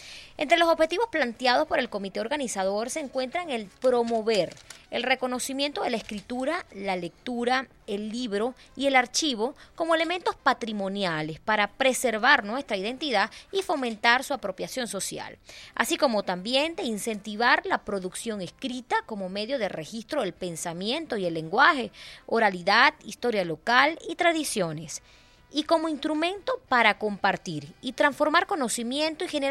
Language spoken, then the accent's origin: Spanish; Venezuela; que nos identifique como venezolanos y nuestro americanos